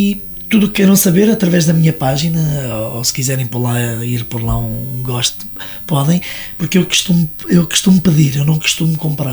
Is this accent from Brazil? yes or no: no; Leiria, Portugal; tenho em Leiria, que é a minha terra.